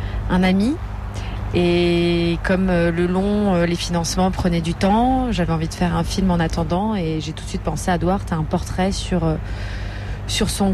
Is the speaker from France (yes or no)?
yes; France; je suis française et portugaise, c'est vraiment la double nationalité.